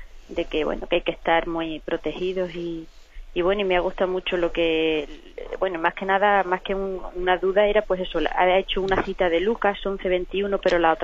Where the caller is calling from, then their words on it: Cáceres, Extremadura, Spain; de Cáceres.